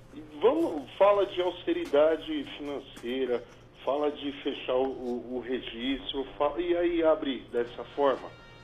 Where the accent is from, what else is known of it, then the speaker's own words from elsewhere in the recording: São Paulo, Brazil; Eu sou paulistano, nasci aqui na Beneficência Portuguesa em 1978, 23 de julho